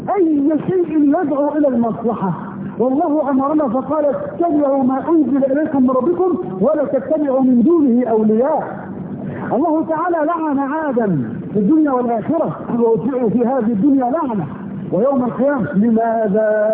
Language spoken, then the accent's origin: Arabic; Egypt; اذا بلدنا مصر مثلا هانت بلدنا على الله